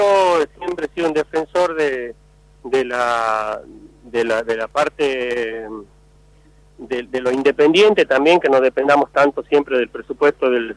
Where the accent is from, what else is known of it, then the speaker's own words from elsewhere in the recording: Montero, Santa Cruz, Bolivia; como soy de Montero, nacido en Montero